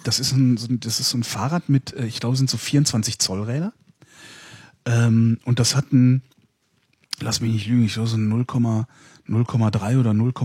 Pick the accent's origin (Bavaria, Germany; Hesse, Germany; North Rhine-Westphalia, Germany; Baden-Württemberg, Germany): North Rhine-Westphalia, Germany; In der Nähe von Köln, 20 Kilometer von Köln entfernt.